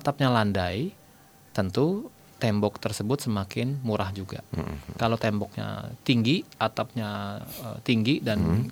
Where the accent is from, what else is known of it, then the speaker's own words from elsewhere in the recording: Java, Indonesia; Saya Jawa, tukangnya Sunda.